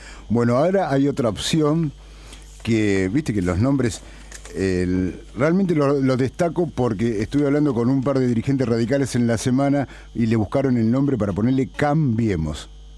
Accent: Buenos Aires Province, Argentina; yo también soy bonaerense

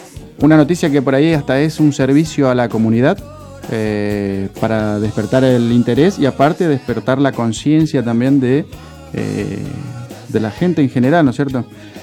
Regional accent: Virasoro, Corrientes, Argentina; Vos sabés que yo, mi adolescencia la tuve en Virasoro, Corrientes.

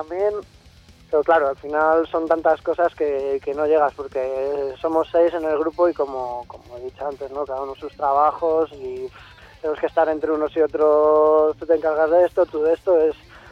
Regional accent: Castile and León, Spain; realmente soy burgalés, pero dicen que la vaca no es de donde nace, sino de donde pase.

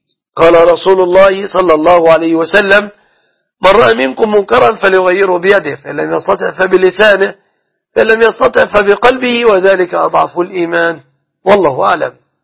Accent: Egypt; أن يحفظ بلادنا مصر دائما وأبدا

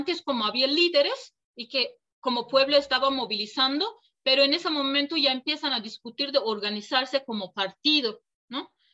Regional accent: Turkey; born there; Spanish is a second language; en mi caso, yo nací en Turquía, entonces por eso como toda la educación que recibí para que yo sí me podría considerar como turca, ¿no?

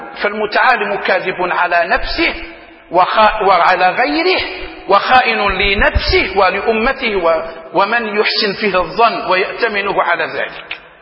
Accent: Algeria; حتى عندنا في الجزائر لما يقول يتمعلم

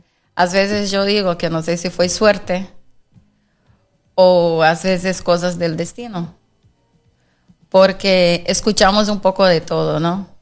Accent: Bahia, Brazil; Spanish is a second language; moved away as an adult; now in Spain

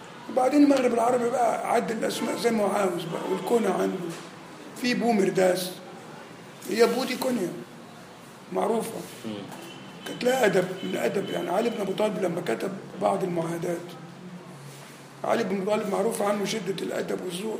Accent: Nigeria; مدفون عندنا في نيجيريا

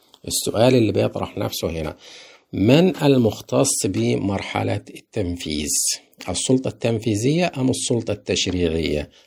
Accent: Egypt; طيب احنا عندنا في مصر ايه اللي بيتم؟

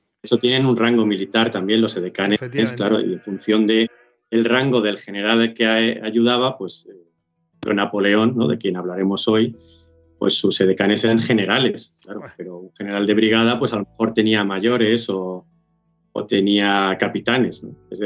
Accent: Castile and León, Spain; yo soy de Salamanca y bueno, pues mi pueblo está muy cerquita de los Arapiles, lo conozco bien, trabajo mucho allí.

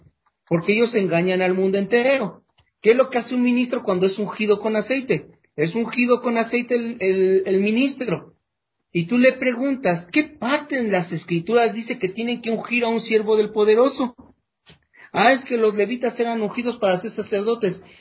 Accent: Mexico; Nosotros los mexicanos somos, hablamos el castellano, y no porque hablamos el castellano sabemos de palabras castellanas.

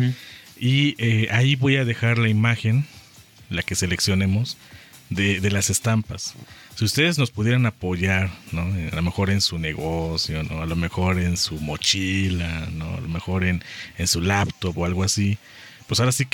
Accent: Puebla, Mexico; si nosotros queremos como poblanos, ¿no?, hacer algo diferente, lo podemos hacer.

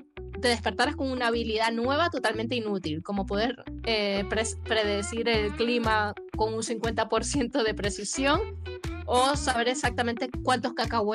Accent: Dominican Republic; Y yo soy muy dominicana

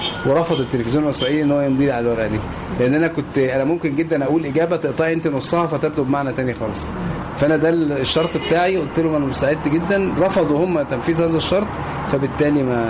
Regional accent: Egypt; أنا مصري فلازم يبقى مصري يعني

